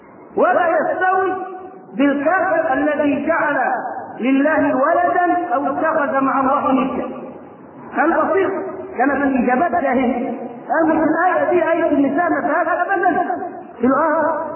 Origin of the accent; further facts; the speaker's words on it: Egypt; وبدأ ينتشر فكر التكفير في قرى مصر ومدنها وصل إلى قريتنا